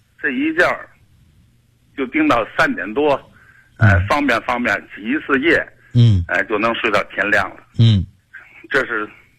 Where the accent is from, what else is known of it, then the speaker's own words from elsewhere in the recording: Beichen, Tianjin, China; 我是天津的北辰的。